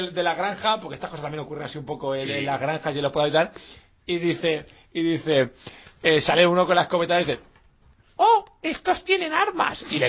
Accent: Valencian Community, Spain; Así somos los de la Tierra. Si los de Valencia somos así, pues imagínate los de la Tierra.

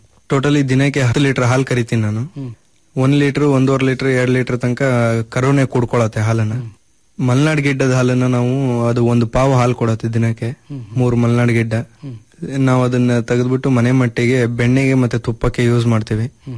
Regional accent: Bhadravati, Karnataka, India; also born or lived in Bhimankatte; Sir, ನಾನು ಹುಟ್ಟಿದ್ದು ಭೀಮನ್ಕಟ್ಟೆ ಅಂತ, ತೀರ್ಥಹಳ್ಳಿ ತಾಲೂಕು. ಎಜುಕೇಷನ್ ಮಾಡಿದ್ದೆಲ್ಲ ಭದ್ರಾವತಿಯಲ್ಲೇನೆ. ಪೂರ್ಣಪ್ರಜ್ಞ ಮತ್ತು ಜವಾಹರಲಾಲ್ ನೆಹರು ಶಾಲೆಯಲ್ಲಿ ನಾನು ಓದಿದ್ದು.

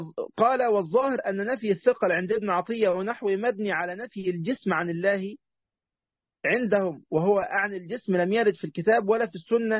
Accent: Egypt; طبعا أنا مصري لكن مصر مش أم الدنيا

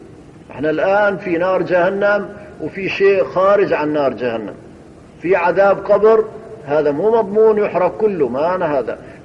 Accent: Hama Governorate, Syria; حصلت عندنا في قرية من قرى حماة

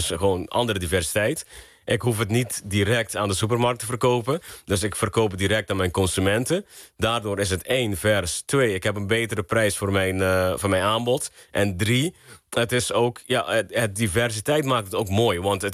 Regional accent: Aruba; also born or lived in Curaçao; ik ben geboren op Aruba. Ik heb 6 jaar op Curaçao gewoond. En uiteindelijk ben ik... ik denk een stuk of 15 jaar op Aruba.

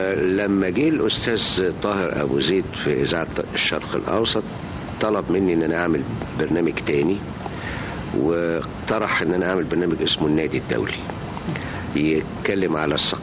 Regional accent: Alexandria, Alexandria Governorate, Egypt; لكن أنا كان عندنا في اسكندرية سينما تعرض أفلام طلياني

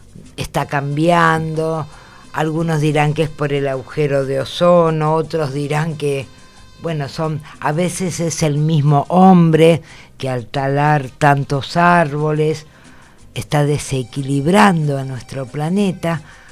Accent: Buenos Aires, Argentina; Yo he nacido acá, soy una mujer de Capital

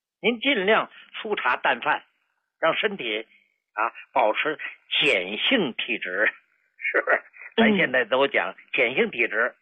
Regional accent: Hujiazhuang, China; 这在胡家庄，我的老家，就已经非常不错了。

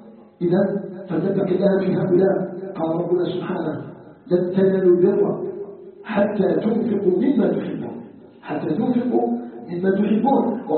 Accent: Algeria; نسألك جل وعلا أن يجعل بلدنا الجزائر بلدا آمنا مطمئنا

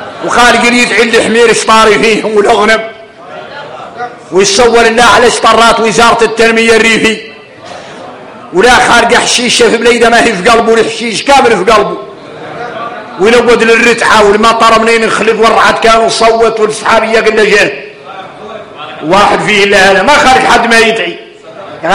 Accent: Mauritania; احنا موريتانية

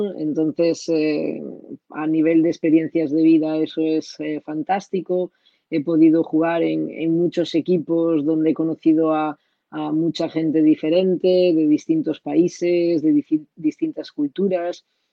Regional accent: Galicia, Spain; moved away; La primera vez que me fui de mi casa, de Galicia, me fui a jugar a Zaragoza.

